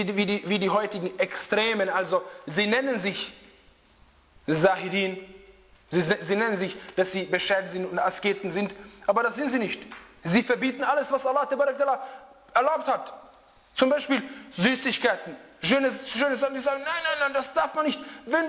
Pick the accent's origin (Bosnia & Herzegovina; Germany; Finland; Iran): Bosnia & Herzegovina; Wallahi, die schauen mich an, von wo bist du? Ich sage, aus Bosnien.